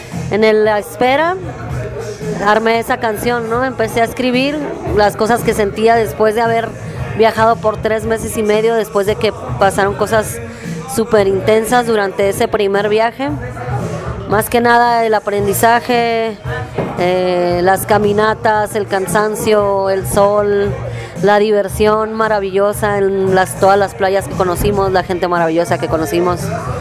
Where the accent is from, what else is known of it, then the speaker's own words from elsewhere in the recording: Mexicali, Baja California, Mexico; cuando regresamos a Mexicali, que es de donde yo soy